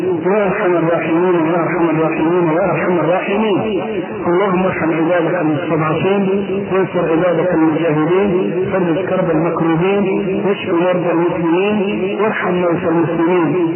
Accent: Egypt; ولذلك ما عندنا في مصر لا تجيء في بقية دول العالم

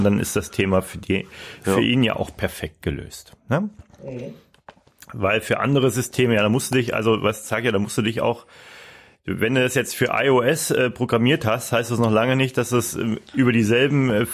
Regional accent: Hanau, Hesse, Germany; Nee, waren natürlich nicht aus Kassel. Wir sind in Hanau aufgewachsen.

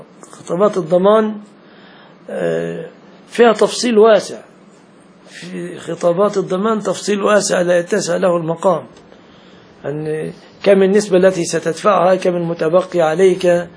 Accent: Egypt; عندنا في مصر يقول لك مثلا اذا صدمت واحد يقول لك قضاء وقدر

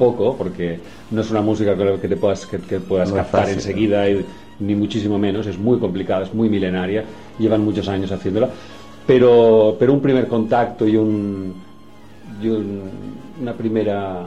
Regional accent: Barcelona, Catalonia, Spain; Sí, yo soy de Barcelona.

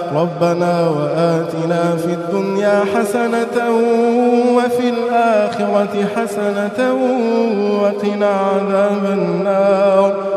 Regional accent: Egypt; اللهم احفظ لنا بلدنا مصر من كل سوء يا رب العالمين

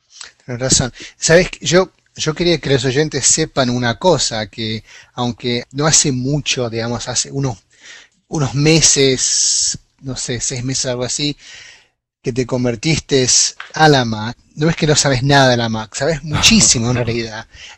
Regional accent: Argentina; accent: half Argentine, half American; Y yo con mi acento medio argentino, medio yanqui, me voy a mandar alguna palabrota seguramente.

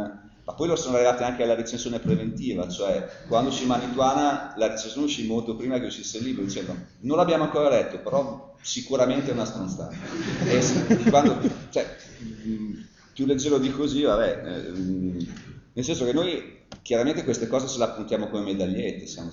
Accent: Bologna, Emilia-Romagna, Italy; siamo delle piccole glorie in quella fatiscente città, quindi siamo bolognesi, no?

